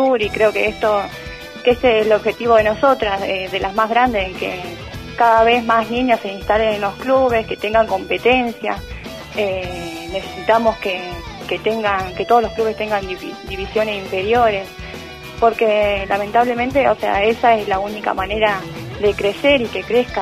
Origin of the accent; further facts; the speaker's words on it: Pichi Huinca, La Pampa, Argentina; moved away as an adult; now in Santa Rosa, Argentina; Yo tengo 26 años, sí. Soy de Pichihuinca.